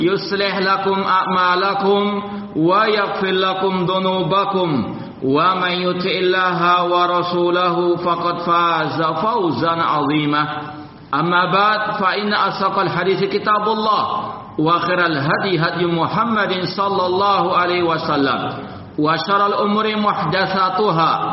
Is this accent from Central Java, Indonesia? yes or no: no; Surabaya, East Java, Indonesia; terutama di kota saya sendiri, kota Surabaya